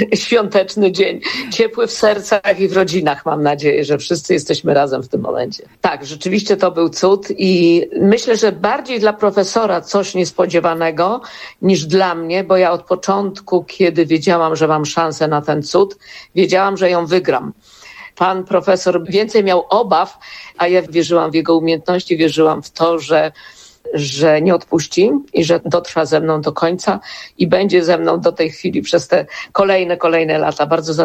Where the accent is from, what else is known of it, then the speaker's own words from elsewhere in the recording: Chechło, Lesser Poland, Poland; Ja pochodzę z pogranicza Małopolski i Śląska. To jest mała wieś Chechło koło Pustyni Błędowskiej